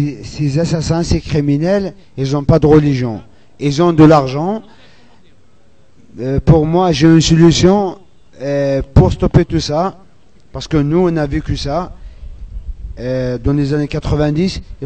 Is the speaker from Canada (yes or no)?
no; Algeria; French is a second language; moi je suis Kabyle, je viens d'Algérie, donc je parle un peu français.